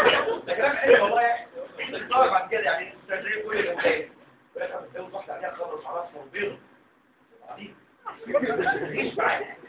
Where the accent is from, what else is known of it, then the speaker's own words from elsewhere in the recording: Egypt; عشان كده مش كومن عندنا في مصر